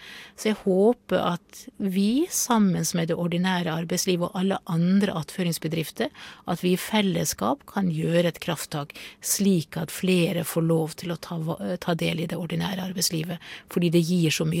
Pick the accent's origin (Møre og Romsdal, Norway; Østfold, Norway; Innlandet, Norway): Møre og Romsdal, Norway; Jeg er sunnmøring